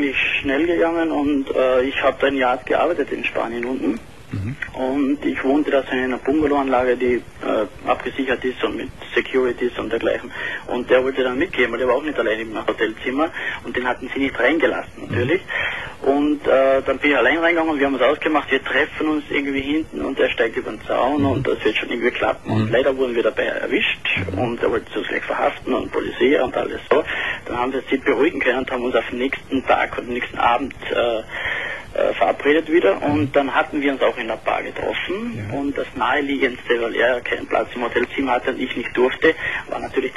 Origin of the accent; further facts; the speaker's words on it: Austria; Ich bin ein Österreicher, das hört man vielleicht ein bisschen.